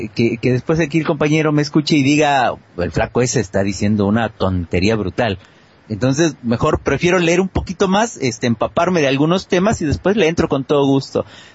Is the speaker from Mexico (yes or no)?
yes; Mexico; now in Argentina; como buen mexicano que soy, que aunque vivo en Argentina, conozco bien el sistema político mexicano, fui parte de él.